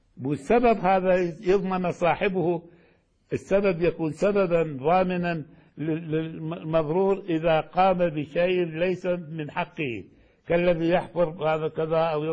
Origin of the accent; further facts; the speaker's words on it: Baghdad, Baghdad Governorate, Iraq; يعني الحقيقة إحنا عندنا في بغداد